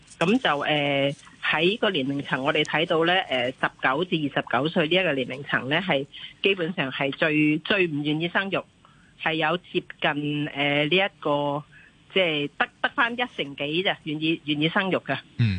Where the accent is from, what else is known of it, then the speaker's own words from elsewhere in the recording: Hong Kong; 系帮我哋香港人咧系睇下点样解决呢样嘢。